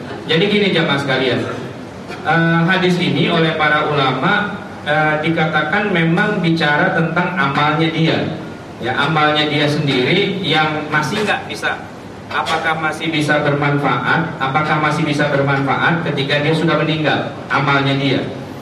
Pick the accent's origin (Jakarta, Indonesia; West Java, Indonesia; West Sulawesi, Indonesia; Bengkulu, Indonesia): Jakarta, Indonesia; kita terbiasa karena kita orang Betawi